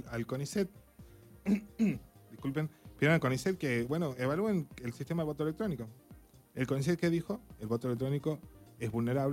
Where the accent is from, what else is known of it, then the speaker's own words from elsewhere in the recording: Argentina; ¿A dónde estamos y a dónde llegamos o qué vamos a hacer como argentinos?